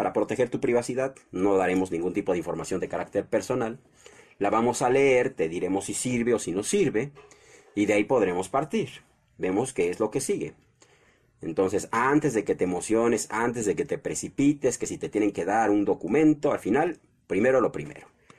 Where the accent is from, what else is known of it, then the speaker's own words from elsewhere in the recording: Mexico; Como mexicano es lo que más me conviene hacer, apoyar al presidente actual para que el país salga adelante.